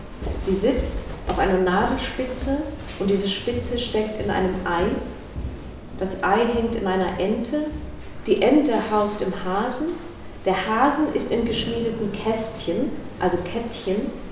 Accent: East Berlin, Berlin, Germany; Ich bin also aus Ost-Berlin und bin auch mit Matryoshkas aufgewachsen.

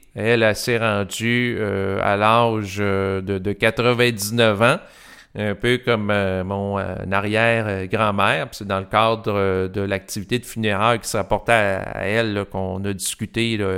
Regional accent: Quebec, Canada; parce que je suis un Québécois

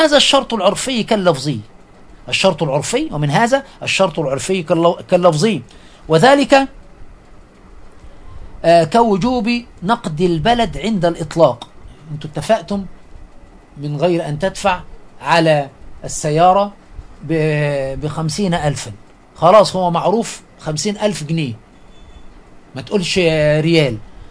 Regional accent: Egypt; فيما يحدث عندنا في مصر حفظها الله ورعاها

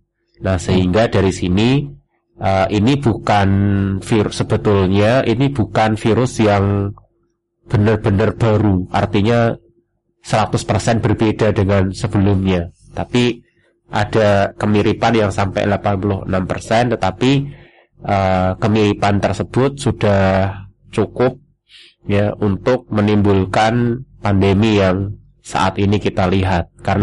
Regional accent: Rembang, Central Java, Indonesia; now in Yogyakarta, Indonesia; Aslinya saya dari Rembang, Jawa Tengah.

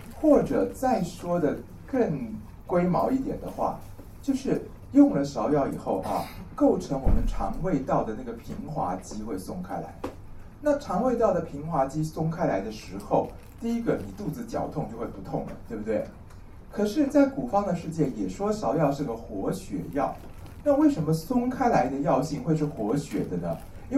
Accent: Taiwan; 我们台湾人叫做甜芽的东西

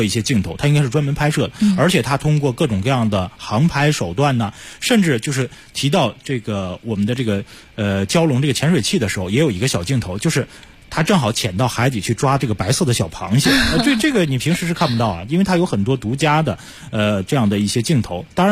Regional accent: Northeast China, China; 而且作为一个东北人啊，我非常欣喜地看到了远东豹。

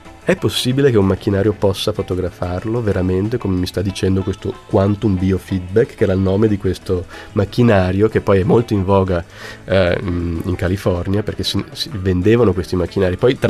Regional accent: Switzerland; born there; io sono nato in Svizzera e quindi non sono stato neanche battezzato, e sono cresciuto sempre con un convinto sano ateismo.

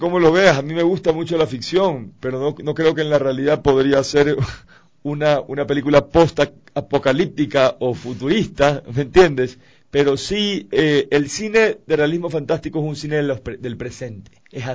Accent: Ecuador; siendo todos ecuatorianos, tenemos que unirnos

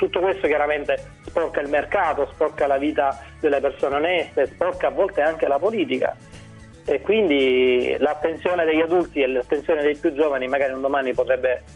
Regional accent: Sicily, Italy; Sembra quasi scontato che io da siciliano mi preoccupi

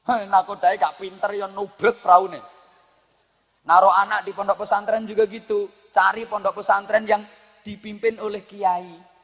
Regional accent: Indonesia; Aku cinta Indonesia karena aku lahir dan dibesarkan di Indonesia.

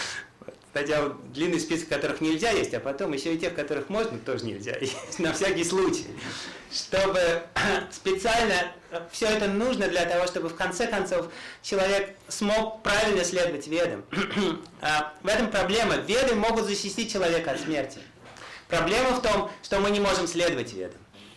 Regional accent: Tashkent, Uzbekistan; Я из Ташкента сам там.

